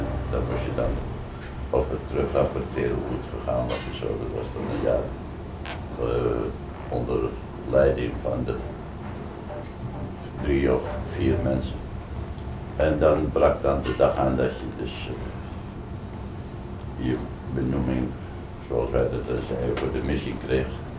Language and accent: Dutch; Zandvoort, North Holland, Netherlands; Dus geboren en getogen in Zandvoort en Zee.